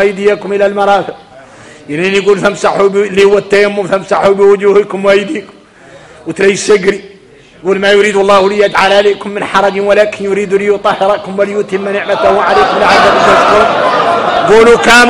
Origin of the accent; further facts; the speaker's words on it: Mauritania; انا موريتاني